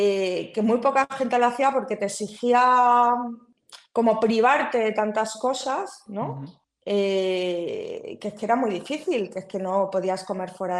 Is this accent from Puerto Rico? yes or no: no; Castile and León, Spain; yo soy de un pueblo muy cerca de Tordesillas, ¿no? De la España profunda. Y a mí me ha pasado volver a mi pueblo, ¿no? En Navidad con mi familia y tal.